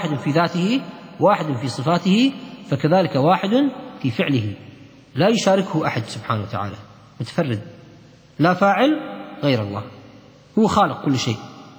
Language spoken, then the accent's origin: Arabic; Kuwait; المسلة هي اللي احنا نسميها عندنا في الكويت الميبر